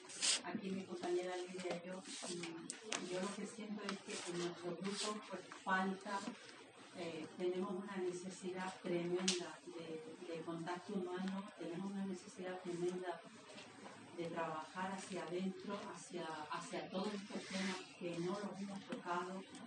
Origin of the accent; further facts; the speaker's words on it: Las Palmas de Gran Canaria, Canary Islands, Spain; soy de Canarias, Las Palmas